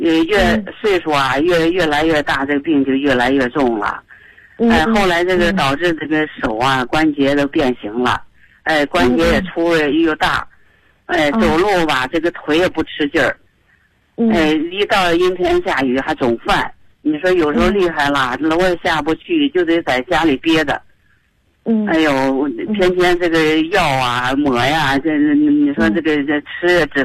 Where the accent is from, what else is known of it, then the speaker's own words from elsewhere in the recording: Baoding, Hebei, China; 我是保定的，